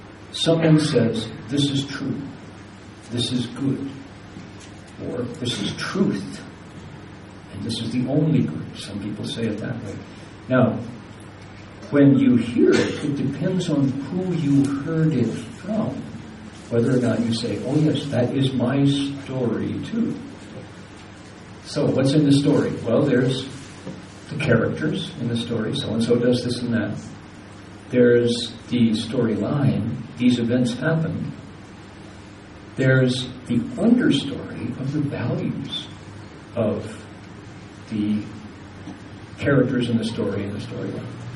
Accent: Toledo, Ohio, United States; because I'm an American, born and bred, Toledo, Ohio, is where I grew up, and I first met Chinese in high school. My high school in Toledo was one of the three high schools that offered Mandarin Chinese as an elective.

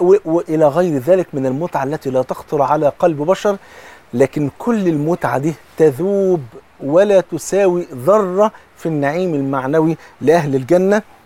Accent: Egypt; حتى زي بيقولوا في المثل كده عندنا في مصر، بصلة المحب خروف.

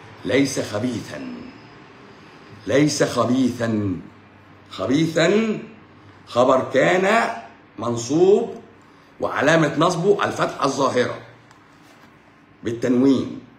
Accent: Egypt; طول ما احنا مصريين،

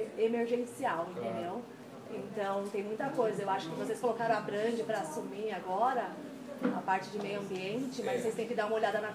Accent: São Paulo, Brazil; eu e ela estamos há 2 meses aqui, sou de São Paulo, ela é do Rio de Janeiro

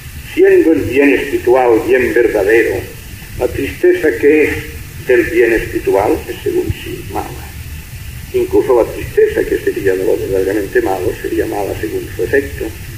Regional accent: Catalonia, Spain; first language Catalan; Spanish is a second language; hablo en mi lengua catalana, solo me satisface a mí mismo y a mis coterráneos

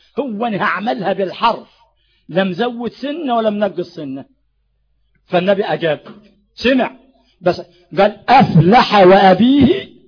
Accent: Sharqia Governorate, Egypt; والفجوس ده عندنا في الشرقية

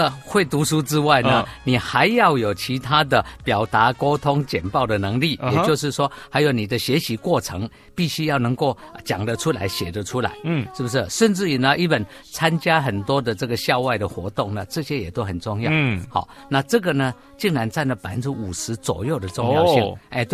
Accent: Taiwan; accent: Taiwanese Mandarin; 你的很标准，我的呢，我的有一点台湾国语哈，不是那么标准。

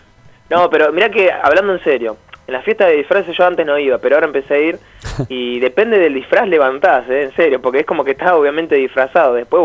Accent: Buenos Aires Province, Argentina; pero somos de Zona

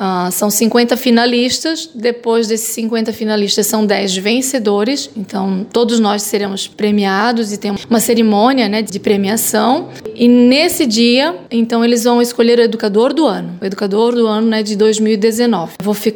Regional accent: Gaspar, Santa Catarina, Brazil; Eu sou nascida aqui em Gaspar, sempre morei no Santa Terezinha

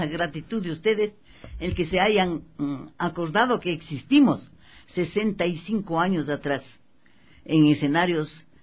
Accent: Quito, Pichincha, Ecuador; born there; yo nací en Quito, al ladito de Simón Bolívar.

